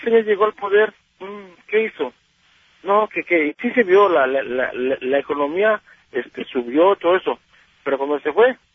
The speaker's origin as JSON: {"language": "Spanish", "region": "State of Mexico", "country": "Mexico", "lives_now": "Houston, United States", "said": "yo soy del Estado de México. Yo viví ahí en Santa Clara, donde fue la explosión de una bomba, de una pipa."}